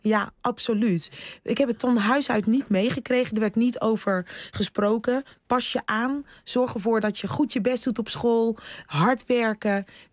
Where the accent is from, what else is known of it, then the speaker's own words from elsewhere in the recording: Rotterdam, South Holland, Netherlands; accent: Rotterdam; Nee, er werd geen Surinaams thuis gesproken. Alleen maar Nederlands. Af en toe hoor je mijn Rotterdamse accent er nog eventjes doorheen.